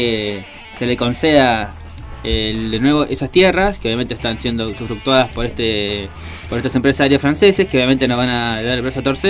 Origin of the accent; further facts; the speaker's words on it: Argentina; Lo que se supone que como argentinos debería ponernos en orgullo